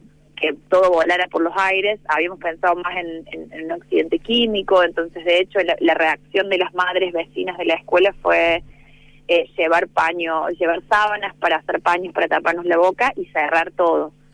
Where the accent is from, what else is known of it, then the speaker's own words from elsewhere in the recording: Río Tercero, Córdoba, Argentina; para quienes somos de Río Tercero, es como un chiste cotidiano